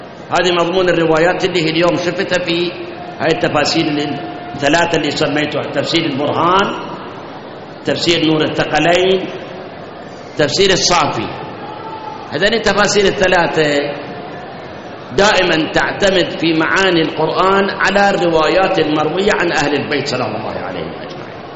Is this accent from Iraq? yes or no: yes; Iraq; هاي احنا عندنا بالعراق